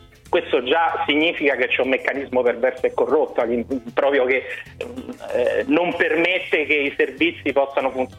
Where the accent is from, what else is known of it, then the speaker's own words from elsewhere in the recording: Rome, Lazio, Italy; Sono romano, per cui parlo anche con cognizione di causa.